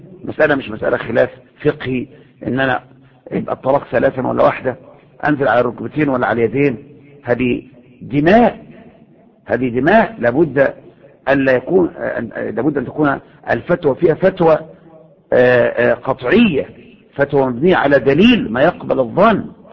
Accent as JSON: {"language": "Arabic", "country": "Egypt", "said": "يعني هو تفكر ان المظاهرات اللي عندنا في مصر دي مظاهرات سلميه؟"}